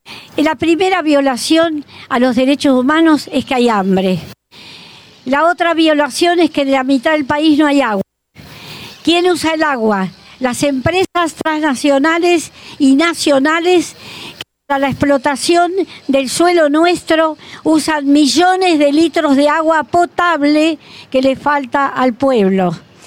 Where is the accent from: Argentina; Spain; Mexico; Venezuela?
Argentina; Nosotros como argentinos nos da vergüenza que haya tropas argentinas.